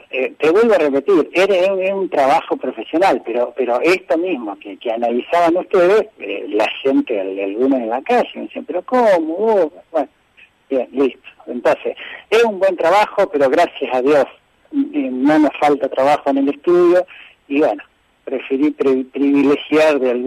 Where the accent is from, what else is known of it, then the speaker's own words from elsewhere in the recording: Olavarría, Buenos Aires Province, Argentina; Yo nací y me crié acá en Olavarría.